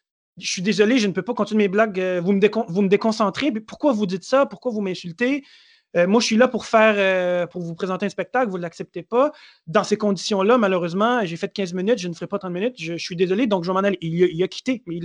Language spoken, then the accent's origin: French; Montreal, Quebec, Canada; moi, je viens de Montréal. Montréal, c'est chez moi.